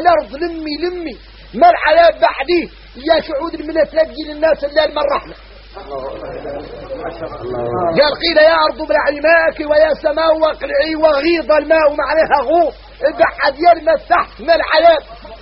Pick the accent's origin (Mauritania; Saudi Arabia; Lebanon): Mauritania; احنا موريتاني عندنا عقلية عويليلة ما هي صالح